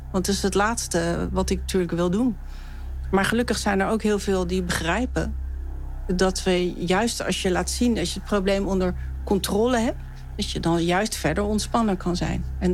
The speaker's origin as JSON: {"language": "Dutch", "country": "Netherlands", "said": "omdat ik uit Nederland kom"}